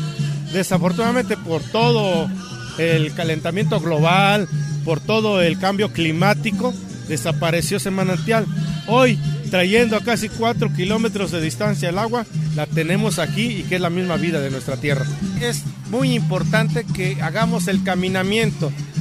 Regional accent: Capulálpam de Méndez, Oaxaca, Mexico; soy comunero de Capulalpan de Méndez, soy ciudadano activo

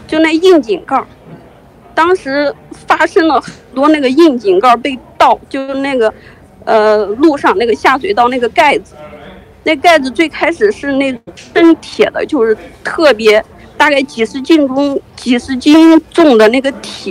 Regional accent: China; 我们从小，我们大陆人从小，我们根本就不知道他教的那些东西，

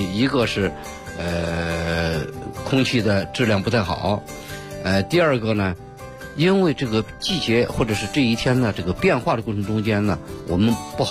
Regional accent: China

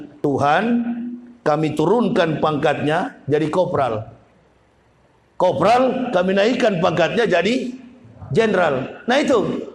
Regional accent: Manado, North Sulawesi, Indonesia; Saya orang Manado, orang Sulawesi

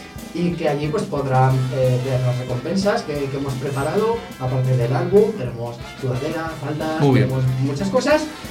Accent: Ejea de los Caballeros, Aragon, Spain; Somos de Gea de los Caballeros.

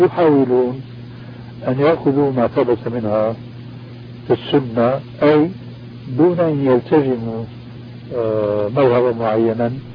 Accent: Damascus, Damascus Governorate, Syria; كما يقولون عندنا في دمشق

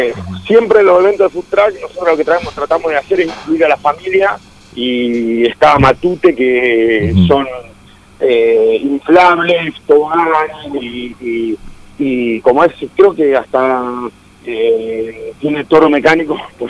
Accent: Tandil, Buenos Aires Province, Argentina; soy de Tandil.

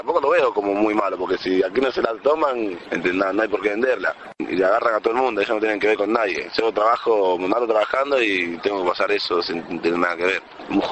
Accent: Dominican Republic; now in Argentina; soy dominicano, tengo 22 años. Hace 10 años vivo acá en Argentina y hago rap.

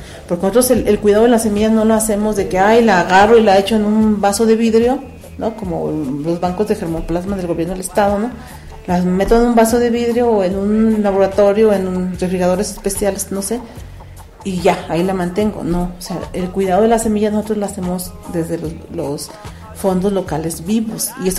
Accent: Mexico; nosotros como mexicanos, ¿no? No campesinos, como mexicanos, no valoramos esa parte

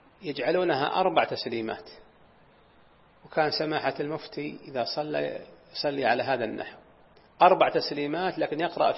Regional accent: Najd, Saudi Arabia; وكان العوائد عندنا في نجد

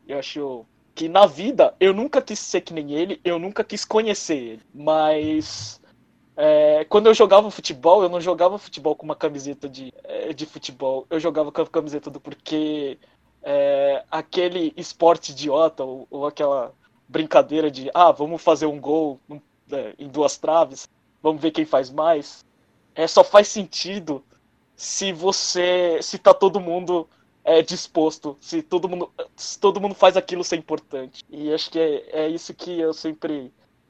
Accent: Brazil; born there; Eu nasci no Brasil

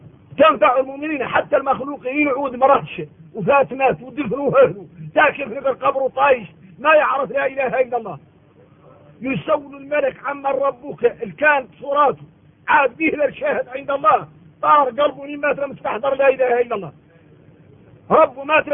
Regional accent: Mauritania; من احنا موريتاني

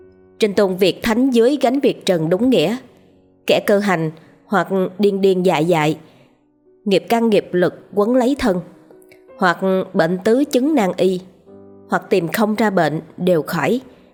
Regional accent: Hai Hung, Vietnam; Tôi sinh ra và lớn lên ở miền Bắc, thuộc tỉnh Hải Hưng cũ.

